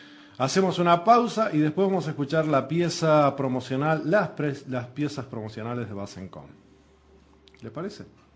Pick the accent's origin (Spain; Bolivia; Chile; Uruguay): Uruguay; damos de mano abierta como todo uruguayo.